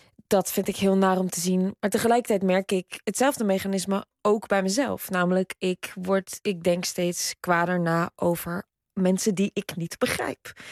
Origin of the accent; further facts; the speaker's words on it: Netherlands; ik kom uit een dorp. Dus ik hou ook heel veel van Nederland. En ik kom echt uit een idyllisch Nederlands dorp, waar ik echt met heel veel blijheid en vrijheid ben opgegroeid.